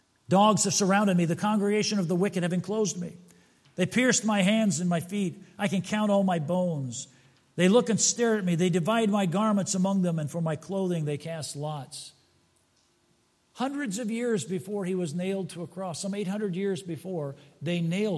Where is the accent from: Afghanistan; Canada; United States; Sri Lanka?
United States; Fort Wayne, Indiana; born there; I was born in Fort Wayne, Indiana.